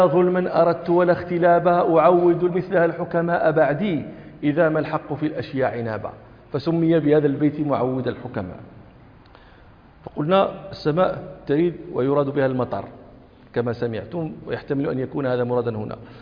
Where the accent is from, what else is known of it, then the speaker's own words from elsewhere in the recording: Morocco; وإذاك تمرون في في في في عندنا في المغرب